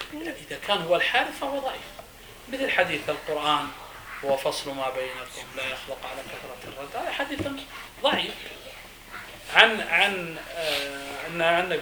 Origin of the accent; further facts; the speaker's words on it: Saudi Arabia; إحنا مثلا عندنا في السعودية مثلا فلل، يعني الشقق عندنا قليل